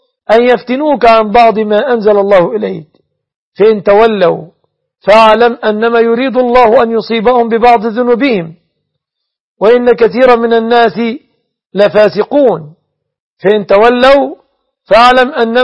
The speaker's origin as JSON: {"language": "Arabic", "country": "Egypt", "said": "أسأل الله أن يحفظ بلادنا مصر آمنة مطمئنة"}